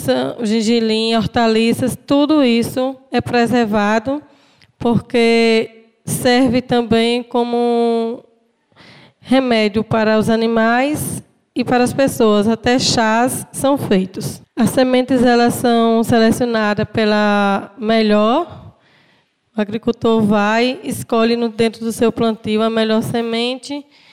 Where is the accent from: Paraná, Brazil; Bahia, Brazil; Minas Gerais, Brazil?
Bahia, Brazil; Antas; sou da comunidade de Brejo, no município de Antas.